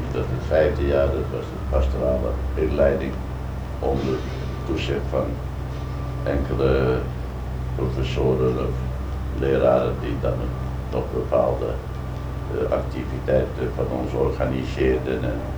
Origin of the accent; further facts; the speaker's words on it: Zandvoort, North Holland, Netherlands; Dus geboren en getogen in Zandvoort en Zee.